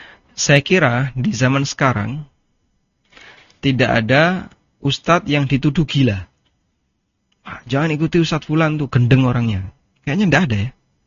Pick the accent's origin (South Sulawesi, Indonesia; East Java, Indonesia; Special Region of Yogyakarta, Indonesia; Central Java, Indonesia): East Java, Indonesia; Meskipun saya asli Jawa Timur.